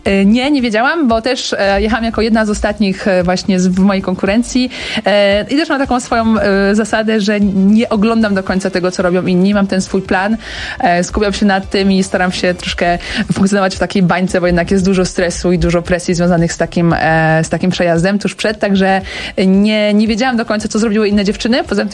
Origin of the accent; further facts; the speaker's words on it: Łódź, Łódź Voivodeship, Poland; jestem łodzianką